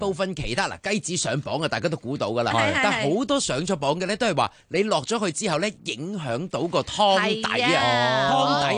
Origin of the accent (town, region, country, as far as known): Hong Kong